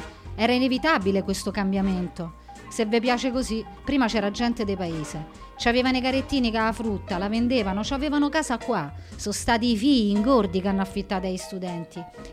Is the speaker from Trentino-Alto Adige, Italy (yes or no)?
no; Rome, Lazio, Italy; born there